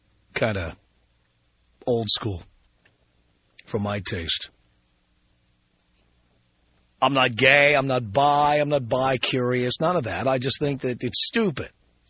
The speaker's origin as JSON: {"language": "English", "country": "United States", "said": "which didn't make any sense to me as an American, but hey, what do I know?"}